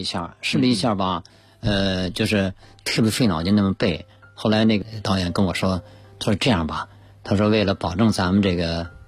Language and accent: Chinese; China; 我说 I'm Chinese， 我说我是中国人